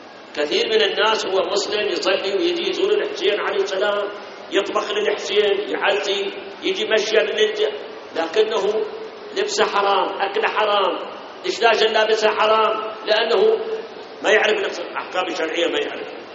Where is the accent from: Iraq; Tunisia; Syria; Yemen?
Iraq